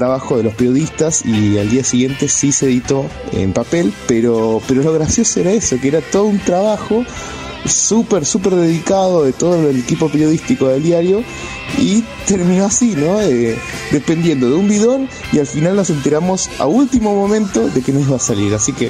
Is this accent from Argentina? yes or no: yes; La Plata, Buenos Aires Province, Argentina; born there; nací en La Plata, más precisamente en el Instituto Médico Platense